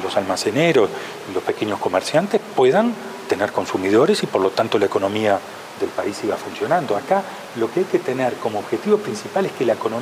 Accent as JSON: {"language": "Spanish", "country": "Uruguay", "said": "O si lo principal, además de la pandemia, somos los uruguayos."}